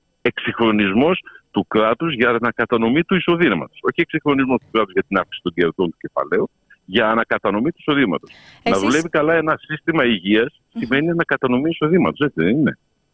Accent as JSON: {"language": "Greek", "country": "France", "second_language": "Greek", "said": "Και θα μιλήσω ως Γάλλος πολίτης. Στη Γαλλία έχουμε την αντίληψη της Ρεπουμπλίκ."}